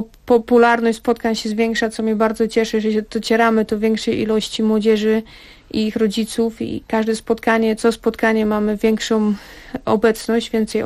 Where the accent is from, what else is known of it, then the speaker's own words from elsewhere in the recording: California, United States; Aczkolwiek też jako osobowość jestem osobą radosną i to, że wychowałam się na osobę dorosłą już w Kalifornii, gdzie jednak kultura jest troszeczkę inna, sposób bycia na co dzień jest inny.